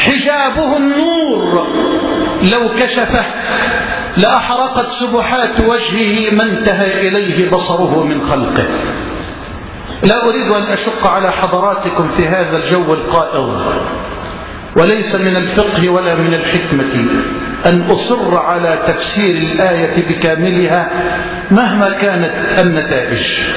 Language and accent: Arabic; Egypt; واجعل بلدنا مصر واحة للأمن والأمان وجميع بلاد المسلمين.